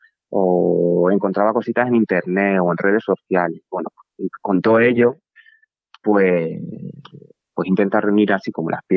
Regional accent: Extremadura, Spain; quienes procedemos así de territorios periféricos, yo soy de Extremadura, y bueno, para mí Extremadura y Andalucía son pues, bastante primas hermanas

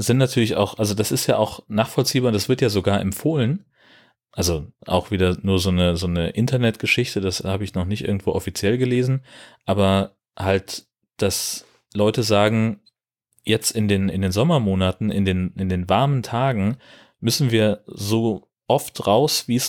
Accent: Schleswig-Holstein, Germany; und ich als Schleswig-Holsteiner darf es nicht.

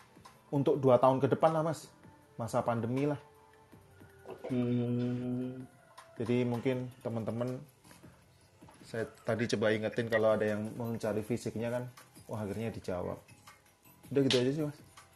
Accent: Yogyakarta, Special Region of Yogyakarta, Indonesia; Makanya bangga lah sebagai orang Jogja.

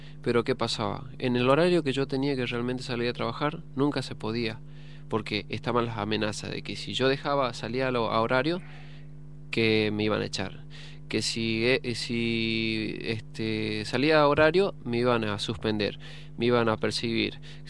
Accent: Jujuy, Argentina; now in Buenos Aires, Argentina; soy de Jujuy, llegaba hace poco tiempo que llegaba, porque aparte no conocía lo que es la ciudad de Buenos Aires, la capital federal

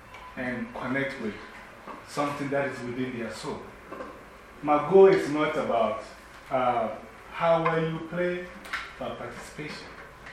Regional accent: Ghana; now in New York, United States; I'm from New York by way of Ghana, West Africa.

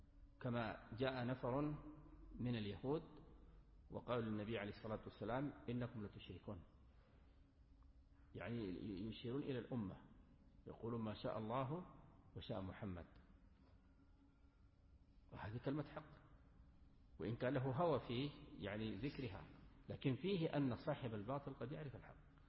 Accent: Sudan; ممن يرد على المبتدع عندنا في السودان معروف

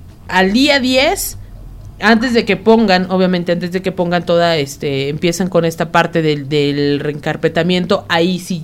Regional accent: Mexico; como buenos mexicanos, todo lo dejamos hasta el último.

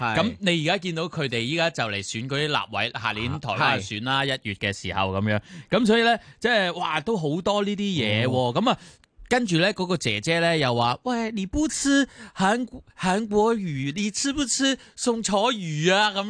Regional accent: Hong Kong; 当然我哋作为香港人不胆笑啦

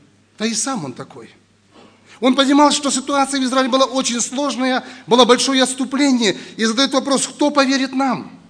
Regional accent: Lebedyn, Sumy Oblast, Ukraine; Приехал я с Украины, в Сумской области, есть такой город Лебедин.

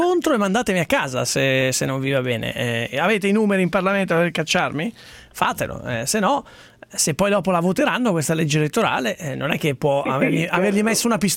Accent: Sesto San Giovanni, Lombardy, Italy; È una cittadina straordinaria, è la mia città natale, ricordati.

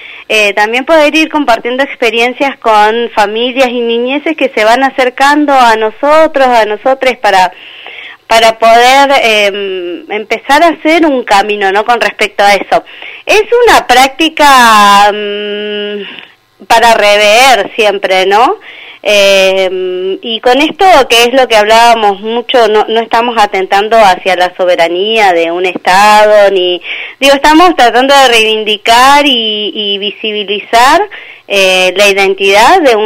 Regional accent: Argentina; y eso no me va a hacer ni menos argentina ni menos mapuche

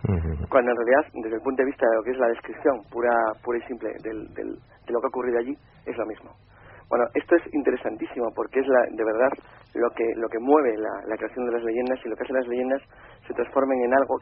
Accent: Santander, Cantabria, Spain; now in Madrid, Spain

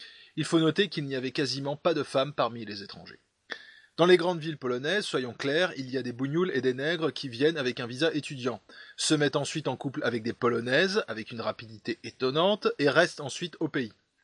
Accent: France; Je viens d'une partie de la France relativement épargnée.

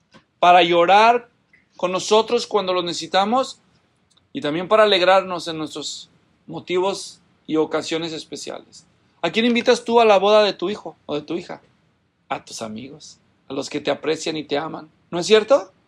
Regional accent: Guadalajara, Jalisco, Mexico; es que yo soy de Guadalajara, ¿no?

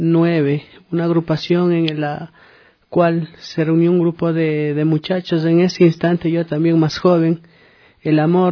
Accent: Ecuador; Creo que es muy importante que nosotros como ecuatorianos valoremos y apreciemos lo nuestro.

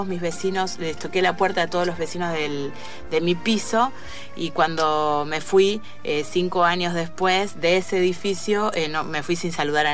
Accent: Tres de Febrero, Buenos Aires Province, Argentina; yo vengo de la provincia de Buenos Aires, del conurbano.

